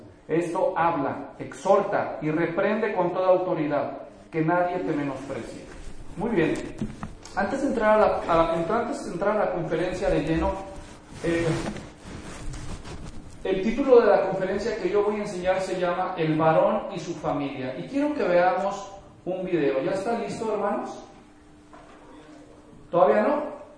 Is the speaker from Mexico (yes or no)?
yes; Mexico; El pastor Enrique es colombiano y yo soy mexicano, así que si de vez en cuando usamos expresiones regionales, pues a eso se debe